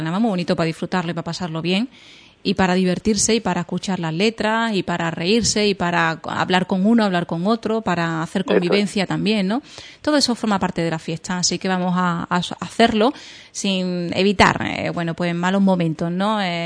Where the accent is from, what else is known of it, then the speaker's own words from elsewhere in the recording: Andalusia, Spain; como buena andaluza, yo soy exagerada